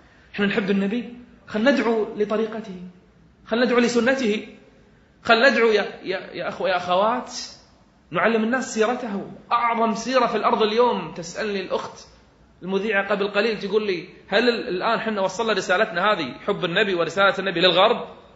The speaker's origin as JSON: {"language": "Arabic", "country": "Kuwait", "said": "وهي يمكن أعلى مرتبة عندنا بالكويت"}